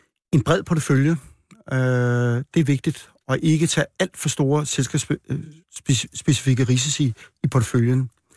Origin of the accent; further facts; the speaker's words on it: Frederikshavn, North Denmark Region, Denmark; born there; Jeg er født i Frederikshavn, men jeg har aldrig boet der.